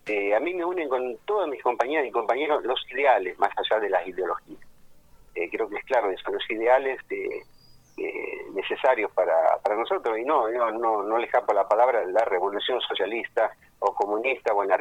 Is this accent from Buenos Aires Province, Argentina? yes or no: yes; Almirante Brown, Buenos Aires Province, Argentina; Yo nací en Capital, desgraciadamente digo a veces, pero me crié, viste, nací acá en Almirante Brown, digamos, prácticamente en Encalzada, estuve en Mármol, y hace 60 años que vivo acá en Claypole.